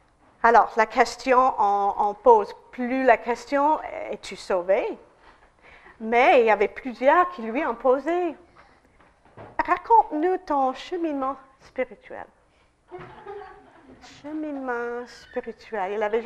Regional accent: United States; French is a second language; Alors, en tant qu'Américaine, je ne me sens pas étrangère.

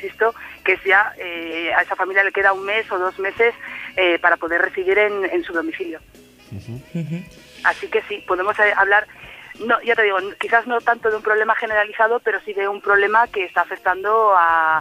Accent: Oviedo, Asturias, Spain; Sí. Soy de Oviedo.

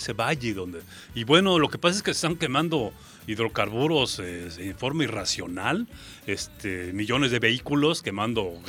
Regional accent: Pénjamo, Guanajuato, Mexico; Yo soy de Pénjamo, Guanajuato, ¿sabías? Soy norteño, pero del norte de Guanajuato, les digo.

